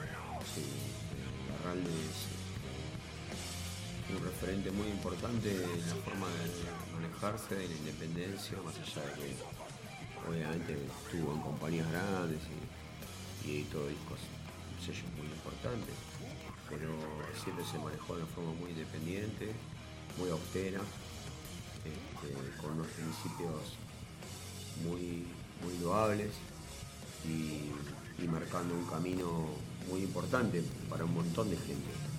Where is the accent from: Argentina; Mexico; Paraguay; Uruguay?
Argentina; Huanguelén, Buenos Aires Province; Huangelem, somos de Huangelem nosotros.